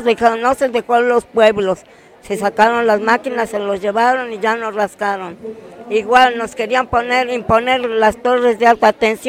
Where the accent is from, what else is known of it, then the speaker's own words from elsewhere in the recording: Santa María Zacatepec, Oaxaca, Mexico; nosotros somos de Pueblos Unidos, yo soy del municipio de Santa María Zacatepec.